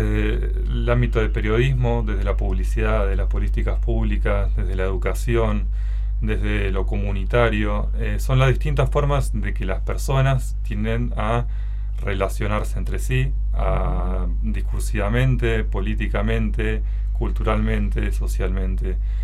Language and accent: Spanish; Neuquén, Argentina; moved away as an adult; also born or lived in Buenos Aires; Yo soy oriundo de Neuquén, nací y criado en Neuquén.